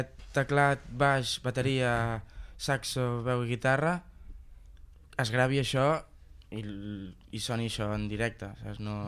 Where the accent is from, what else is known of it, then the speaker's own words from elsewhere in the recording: Piera, Catalonia, Spain; Soc de Piera. I a Piera també tenim un Raval, com cada poble, té el seu casc antic.